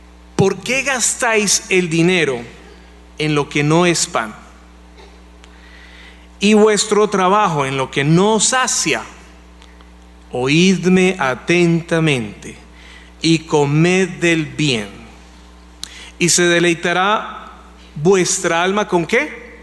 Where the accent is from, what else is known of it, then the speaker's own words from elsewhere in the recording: Colombia; Para nosotros como colombianos, pues el secuestro no es algo raro.